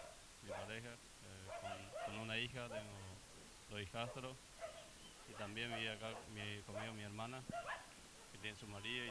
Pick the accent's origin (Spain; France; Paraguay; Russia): Paraguay; now in Argentina; yo en mi caso soy extranjero, soy paraguayo y tengo amigos acá en el barrio que son paraguayos